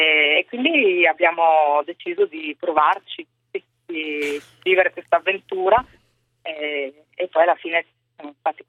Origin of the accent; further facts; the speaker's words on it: Trieste, Friuli-Venezia Giulia, Italy; now in Suzhou, China; Allora, io sono triestina, però vivevo in provincia di Gorizia con mio marito, ecco, la famiglia.